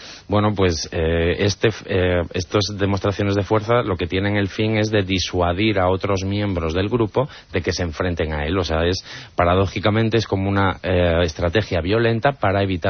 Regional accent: Torrelavega, Cantabria, Spain; born there; en el zoo de Santillana del Mar, que está muy cerquita de Torrelavega, que es la ciudad donde yo nací

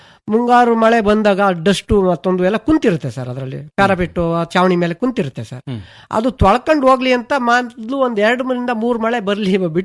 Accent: Madagur, Karnataka, India; ನಮ್ಮ ಮಡಗೂರು ಗ್ರಾಮ ಪಂಚಾಯತ್ ನನ್ನ ಫ್ರೆಂಡ್ಸ್ ನನ್ನ ಸ್ನೇಹಿತರುಗಳಿಗೆ ಪ್ರತಿಯೊಬ್ಬರಿಗೂ ಹೇಳ್ತೀನಿ

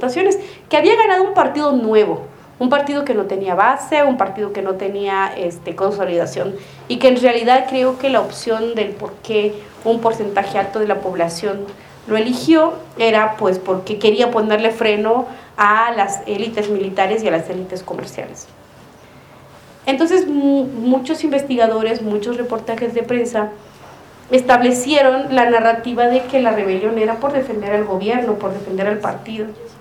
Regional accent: Guatemala; el 2 de octubre en mi pueblo, en Guatemala, amanecieron con 26 puntos parados

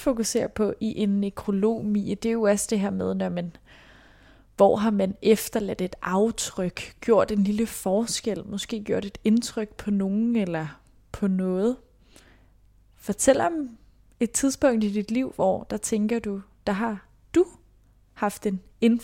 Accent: Capital Region of Denmark, Denmark; Nu kommer jeg selv fra Vestegnen, ikke, hvor der er mange unge mødre

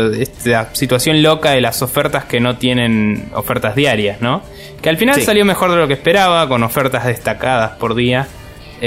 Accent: Argentina; now in Spain; Antes teníamos el problema nosotros siendo argentinos y estando acá

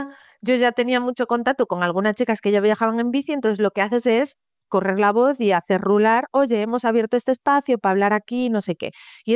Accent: A Coruña, Galicia, Spain; A ver, yo soy de aquí de Coruña, de toda la vida. Yo estudié aquí la carrera, o sea, como que me quedé aquí.

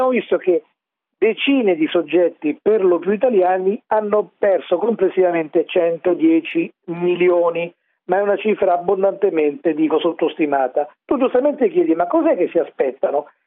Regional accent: Rome, Lazio, Italy; Ed essendo io romano, fiero di esserlo

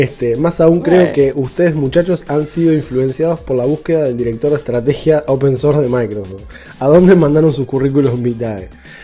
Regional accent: Salta, Argentina; De Salta, al norte de Argentina.

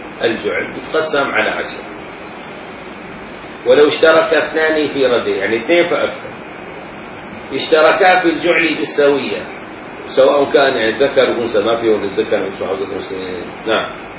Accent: Damascus, Damascus Governorate, Syria; يجوا كم حارة عندنا بالشام؟ عندنا مثلا 25 حارة مثلا، 30 حارة

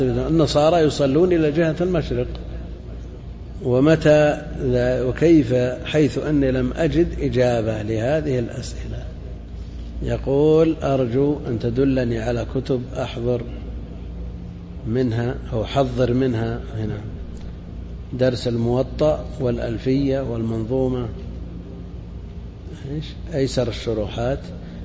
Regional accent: Najd, Saudi Arabia; هي ما هي معروفة عندنا في نجد لكن هي معروفة في الحجاز

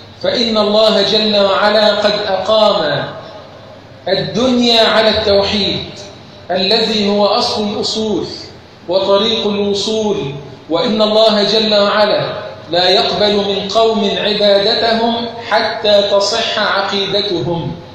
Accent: Egypt; اللهم اجعل بلدنا مصر أمن أمانا سخاء الرخاء

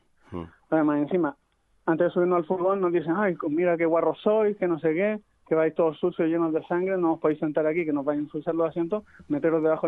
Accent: Chile; o sea, yo soy chileno

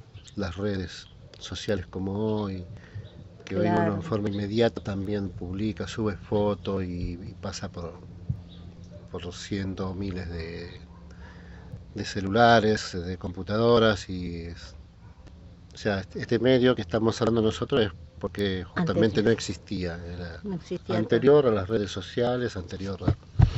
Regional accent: Santa Fe, Argentina; moved away as an adult; now in Buenos Aires, Argentina; yo soy del norte de Santa Fe y voy a vivir a Buenos Aires cuando tenía 19 años

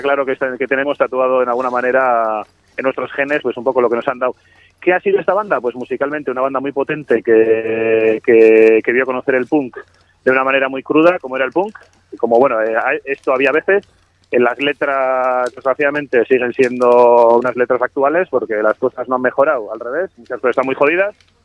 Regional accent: Arrasate, Basque Country, Spain; yo los conocí como chaval de Mondra, que soy de Arrasate

